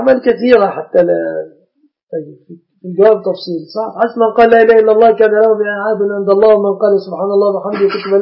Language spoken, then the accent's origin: Arabic; Egypt; العرف عندنا في مصر أن الشبكة من المهر.